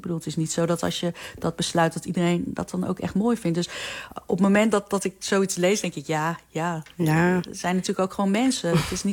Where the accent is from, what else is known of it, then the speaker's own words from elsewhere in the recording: Netherlands; zijn best wel veel Amerikaanse Koreanen in Amerika, net zoals ik. Ik ben opgegroeid in Nederland.